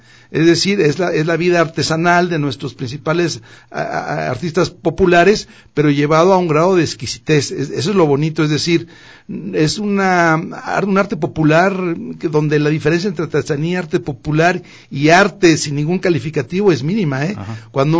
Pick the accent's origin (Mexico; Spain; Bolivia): Mexico; es única en mi país, en México.